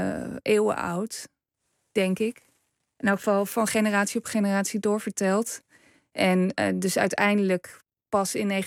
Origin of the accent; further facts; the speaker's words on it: Overijssel, Netherlands; Ik kom zelf uit Twente